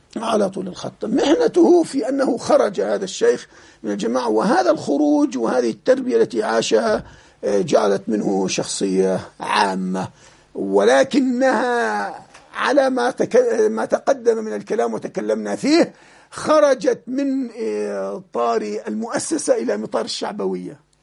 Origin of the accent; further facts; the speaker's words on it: Jordan; عندنا في الأردن وفي غيرها